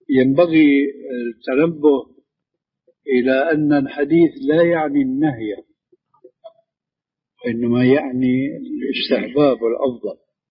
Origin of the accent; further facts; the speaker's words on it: Syria; لكن كما يقولوا عندنا في الشام بده هز كتاب بده حركه.